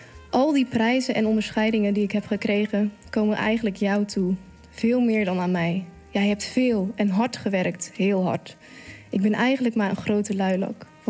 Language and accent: Dutch; Zeeland, Netherlands; dat zou ik als echte Zeeuw zeggen